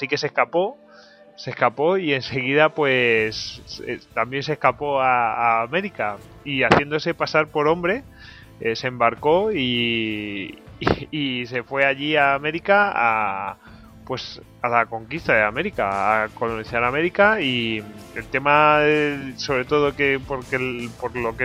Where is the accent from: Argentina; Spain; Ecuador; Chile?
Spain; Yo que soy español y puedo criticar un poco a los ingleses